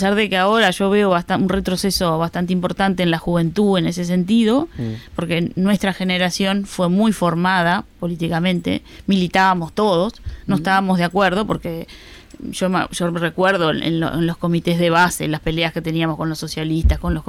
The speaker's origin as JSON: {"language": "Spanish", "country": "Uruguay", "lives_now": "Spain", "said": "yo como soy uruguaya"}